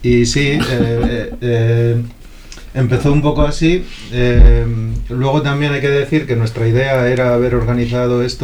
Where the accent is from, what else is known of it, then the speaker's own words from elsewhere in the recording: Barakaldo, Basque Country, Spain; pues somos de Baracaldo